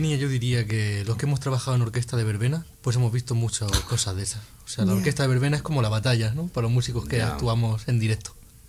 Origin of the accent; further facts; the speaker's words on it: Nerja, Andalusia, Spain; que hay en Nerja, en mi pueblo, que pues era bastante conocido. Yo recuerdo haber ido allí de pequeño, de flamenco.